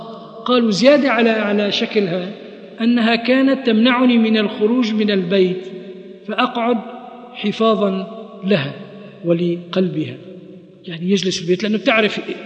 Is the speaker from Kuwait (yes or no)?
yes; Kuwait; مثل ما عندنا في الكويت مثل